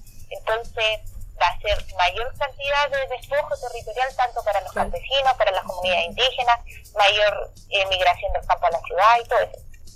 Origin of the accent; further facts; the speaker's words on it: Laraquete, Biobío, Chile; Yo provengo de la localidad de Larraquete, que es como una caleta que está al norte de esta empresa.